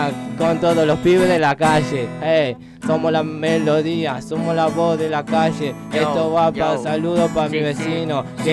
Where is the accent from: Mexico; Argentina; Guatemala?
Argentina; Rosario, Santa Fe; Yo soy leproso, soy rosarino, aguante Bellavista, zona este.